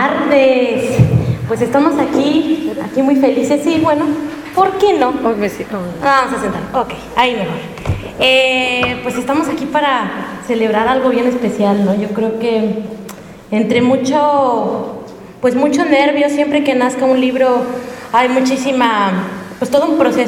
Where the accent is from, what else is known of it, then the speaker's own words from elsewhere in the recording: Mexico; Y voy a sacar alguna metáfora y alguna exageración porque encima soy mexicana.